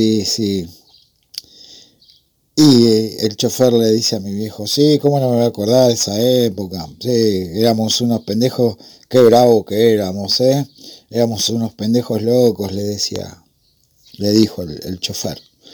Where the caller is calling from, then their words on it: Remedios de Escalada, Buenos Aires Province, Argentina; de Escalada.